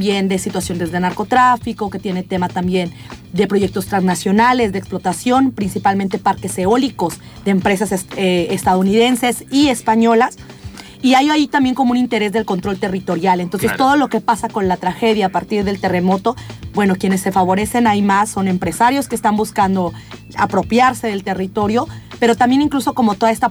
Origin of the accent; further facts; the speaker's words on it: Oaxaca, Mexico; del lugar de donde yo soy, el estado de Oaxaca, es justo una de las zonas más devastadas.